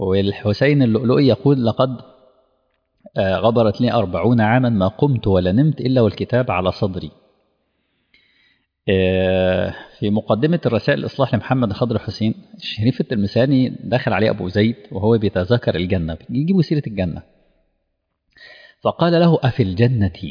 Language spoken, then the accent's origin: Arabic; Egypt; احنا عندنا في مصر كان مشروع مشهور جدا للقراءة للجميع